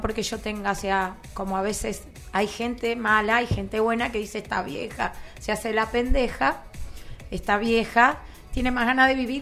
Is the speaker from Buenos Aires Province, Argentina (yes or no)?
yes; Quilmes, Buenos Aires Province, Argentina; born there; Yo nací casi en Quilmes